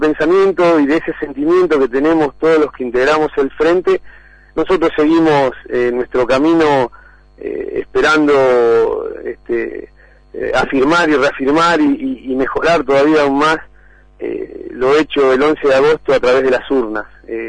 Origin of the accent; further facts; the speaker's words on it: Cañuelas, Buenos Aires Province, Argentina; Yo nací y vivo en Cañuelas hace un poco más de 50 años